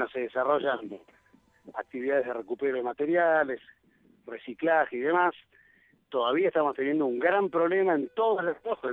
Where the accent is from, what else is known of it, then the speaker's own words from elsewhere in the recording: Buenos Aires, Argentina; yo en realidad soy de Buenos Aires. Hace 15 años viví en Los Cocos, más allá que toda la vida he venido a Los Cocos porque la familia tiene una casa de veraneo.